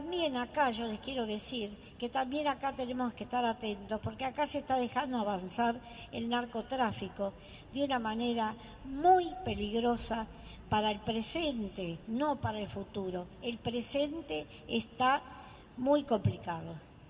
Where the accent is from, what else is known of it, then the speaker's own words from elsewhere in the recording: Mexico; ¿Cómo? Bueno, no puedo, no me acuerdo, tengo que leer. Yo soy mexicana.